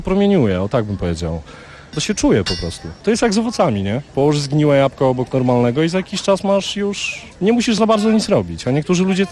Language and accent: Polish; Świeradów-Zdrój, Lower Silesian Voivodeship, Poland; now in Sobieszów, Poland; Pochodzę ze wsi, spod Świeradowa. Po prostu miałem za domem las, góry i wszystko.